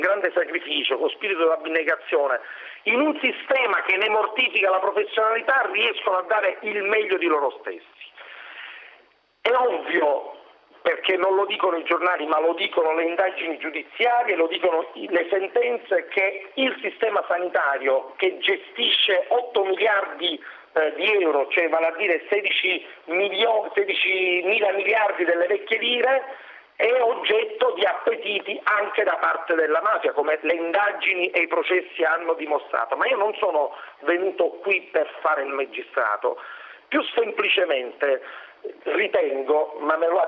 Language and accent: Italian; Sicily, Italy; dare un contributo alla mia terra, credere che la Sicilia possa riscattarsi, possa migliorarsi.